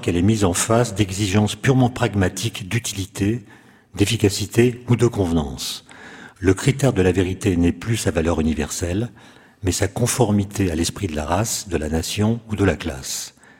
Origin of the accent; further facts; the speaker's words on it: France; Peuvent se passer aux États-Unis ou chez nous en France, mais surtout aux États-Unis.